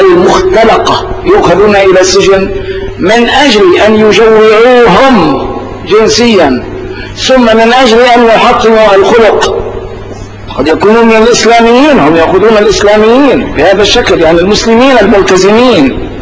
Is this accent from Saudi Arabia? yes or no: no; Morocco; فأعرفوا أنني أنا مغربي